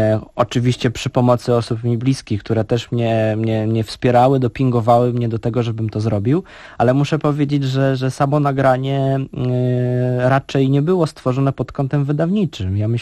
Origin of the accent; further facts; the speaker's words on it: Warsaw, Masovian Voivodeship, Poland; Pochodzę z Warszawy